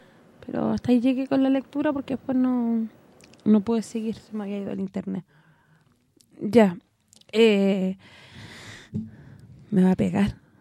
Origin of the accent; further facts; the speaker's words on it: Chile; No me da satisfacción decir que soy chilena.